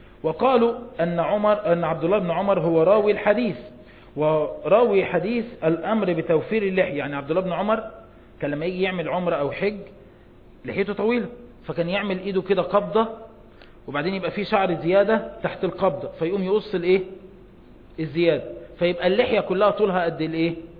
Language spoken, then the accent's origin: Arabic; Egypt; زي عندنا في مصر